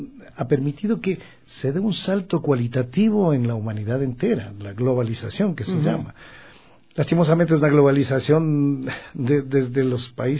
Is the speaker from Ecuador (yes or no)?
yes; Guayaquil, Guayas, Ecuador; Yo escuchaba de niño … Guayaquil.